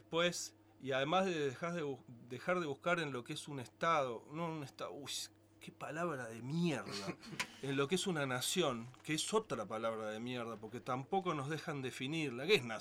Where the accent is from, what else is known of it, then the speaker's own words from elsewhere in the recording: Buenos Aires, Argentina; born there; En Buenos Aires, que es un país, es el país donde yo nací, porque Buenos Aires es otro país, lo confirmo cada vez más.